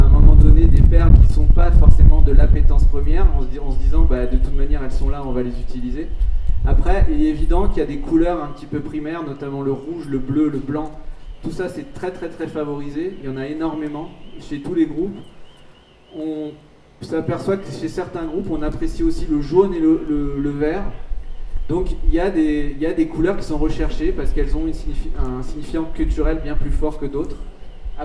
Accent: French Guiana; c'est pas toutes les groupes qu'on peut trouver chez nous en Guyane française

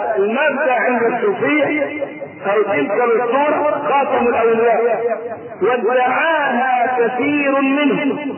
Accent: Egypt; بيعدوهم كم مقام عندنا في مصر وكم مقام في البلاد الثانية

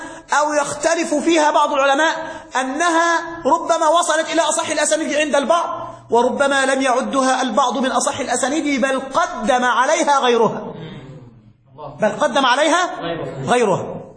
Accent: Egypt; مات بالإسكندرية عندنا في مصر

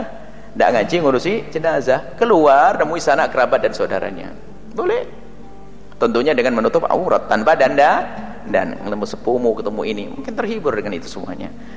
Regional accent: Cirebon, West Java, Indonesia; Nanti Cirebon saja, saya orang Cirebon ya.

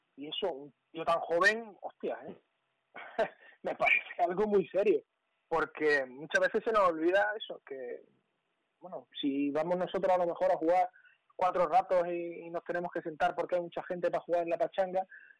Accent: Málaga, Andalusia, Spain; los dos que somos de Málaga

